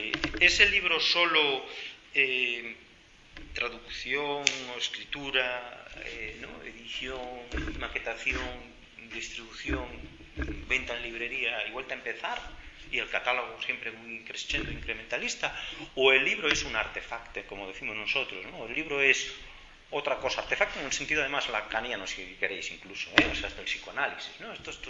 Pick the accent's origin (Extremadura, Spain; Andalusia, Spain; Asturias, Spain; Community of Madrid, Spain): Asturias, Spain; Mieres; yo es que vengo de Mieres, mi abuelo estaba en Unosa, viví mi infancia aquí